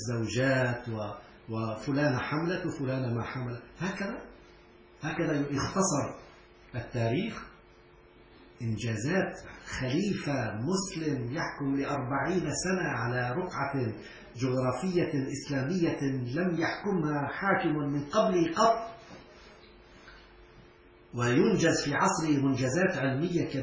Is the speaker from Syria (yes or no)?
yes; Syria; وأنا كنت أستغرب نحن عندنا في سوريا إلى الآن